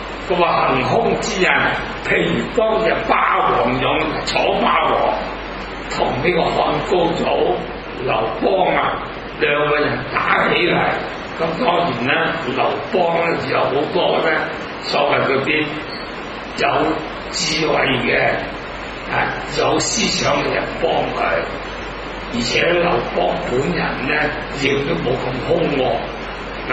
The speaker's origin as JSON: {"language": "Cantonese", "country": "Hong Kong", "said": "咁我哋香港人咧，那咁啊，榕樹頭好多嗰啲夜晚咧"}